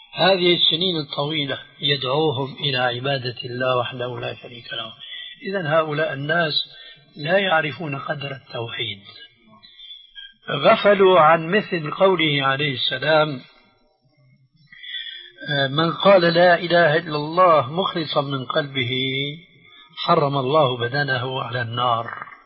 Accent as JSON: {"language": "Arabic", "country": "Syria", "said": "عندنا في سوريا"}